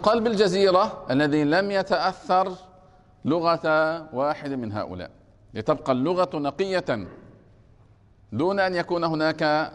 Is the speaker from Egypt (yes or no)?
yes; Egypt; أنا من مصر